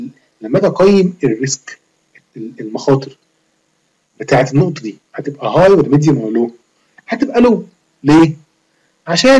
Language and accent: Arabic; Egypt; احنا كمصريين مش دولة كل يوم بنقوم على زلزال